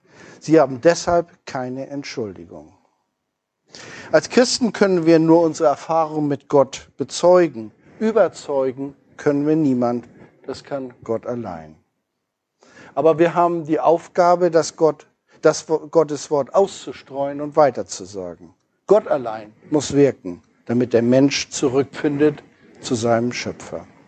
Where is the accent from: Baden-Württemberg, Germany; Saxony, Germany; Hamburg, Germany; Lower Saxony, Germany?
Hamburg, Germany; wenn man so als Hamburger hierher kommt und eine Wiese von Lila sieht.